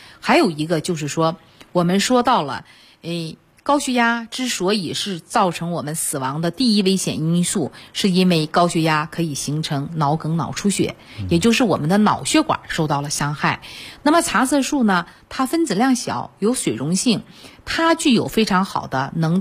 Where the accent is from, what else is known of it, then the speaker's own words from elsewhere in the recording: China; 你看我们中国人也是茶叶的故乡，对吧？